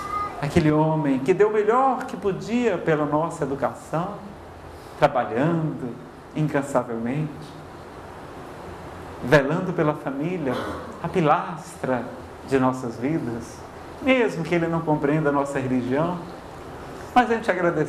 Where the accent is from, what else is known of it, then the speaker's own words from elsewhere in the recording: Ceará, Brazil; Eu não sei se é porque eu sou do Ceará, pessoal, mas eu adoro tomar banho.